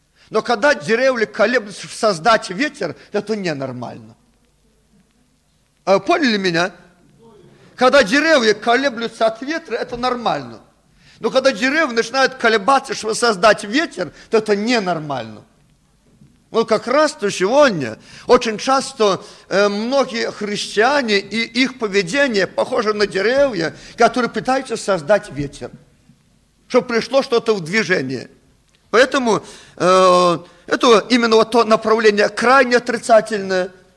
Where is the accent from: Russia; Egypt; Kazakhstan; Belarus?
Belarus; Мы, наверное, никогда, белорусы, не будем прославлять Бога танцами